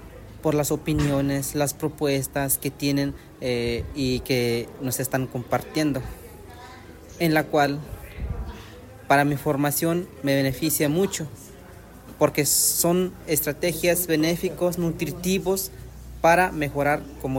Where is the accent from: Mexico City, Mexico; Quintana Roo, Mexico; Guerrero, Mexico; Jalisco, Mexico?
Jalisco, Mexico; San Sebastián; soy del estado de Jalisco y en una comunidad que se llama San Sebastián.